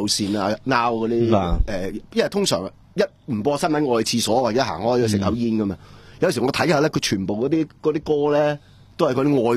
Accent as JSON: {"language": "Cantonese", "country": "Hong Kong"}